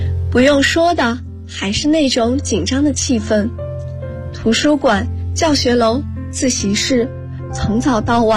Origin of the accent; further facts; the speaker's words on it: Guangzhou, Guangdong, China; now in Nanjing, China; 来自广州，我在南京大学，距离我的家乡1300公里